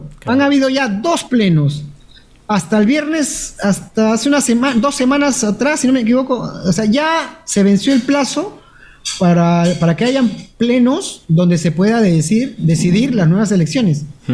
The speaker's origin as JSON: {"language": "Spanish", "country": "Peru", "said": "somos un el Perú, somos los peruanos, somos recios, somos duros"}